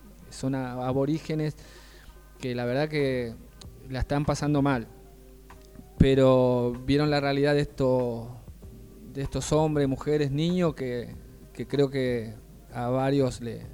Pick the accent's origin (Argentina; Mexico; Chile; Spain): Argentina; Formosa; yo soy de Formosa, por eso tengo la clínica de fútbol en Formosa, quería aclarar eso. Yo de muy chico también, como ustedes, así tenía el colegio, estaba en la secundaria allá en Formosa